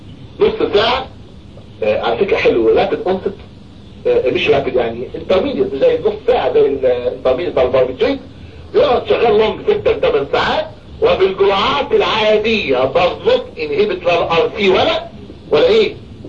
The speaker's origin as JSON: {"language": "Arabic", "country": "Egypt", "said": "نقطة انتقاد عندنا في مصر"}